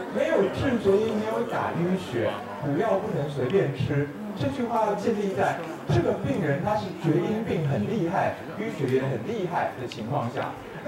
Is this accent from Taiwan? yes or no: yes; Taiwan; 那因为我是台湾人，对不对？